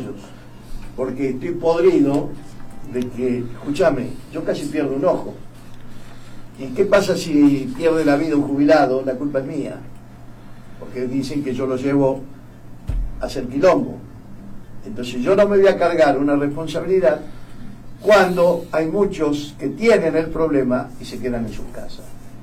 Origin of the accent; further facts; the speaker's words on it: Rosario, Santa Fe, Argentina; Ah, son de Rosario, yo también soy rosarino.